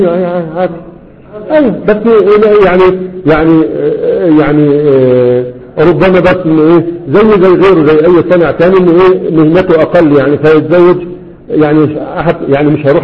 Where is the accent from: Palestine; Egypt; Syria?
Egypt; لكن عندنا في مصر ما في طبقات